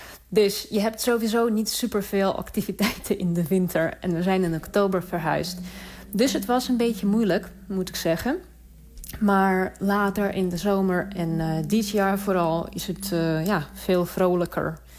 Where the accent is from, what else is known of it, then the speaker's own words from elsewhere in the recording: Saint Petersburg, Russia; now in Waterloo, Canada; En ik kom uit Sint-Petersburg van circa 6 miljoen. Dus okay. Het is voor mij echt een heel okay, kleine stad.